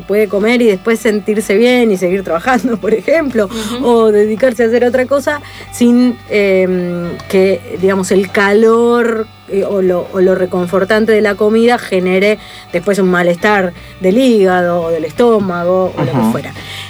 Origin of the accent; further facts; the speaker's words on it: Argentina; soy cuarta generación argentina, pero dale, soy rubia, soy polaca.